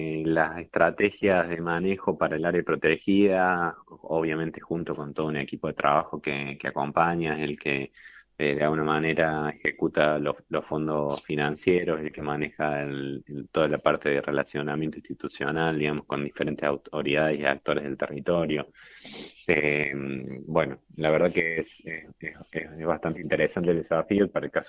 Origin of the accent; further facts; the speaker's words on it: Río Cuarto, Córdoba, Argentina; Yo soy de Río Cuarto, de acá de la provincia, así que tener la oportunidad de volver a Córdoba